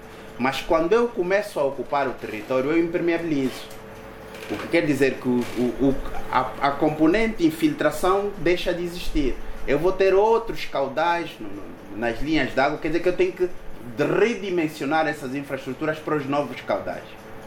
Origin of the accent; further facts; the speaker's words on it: Cazenga, Luanda, Angola; Eu cresci no Cazenga